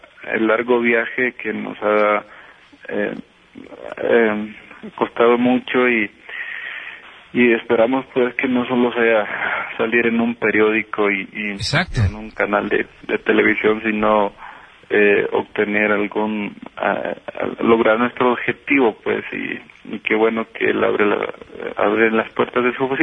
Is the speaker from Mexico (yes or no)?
no; San José Los Guares, Yoro, Honduras; un saludo especial para los de mi pueblo, que es, nací en un lugar que se llama San José Los Guares, Locomapa, Yoro